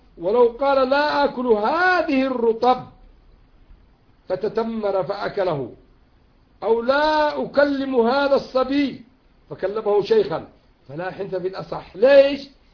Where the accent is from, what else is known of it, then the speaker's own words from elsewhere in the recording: Yemen; وإن كان العرف عندنا في اليمن